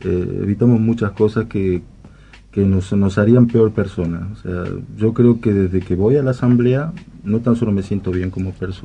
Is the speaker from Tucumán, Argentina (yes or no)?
yes; Tucumán, Argentina; now in Buenos Aires, Argentina; De Tucumán.